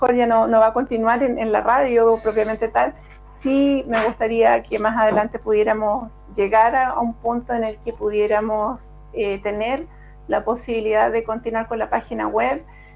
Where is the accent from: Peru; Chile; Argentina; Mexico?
Chile; Puente Alto, Santiago Metropolitan; Puente Altina, de tomo y lomo, yo nací y criada en Puente Alto. Nací en el Sotero del Río el año 67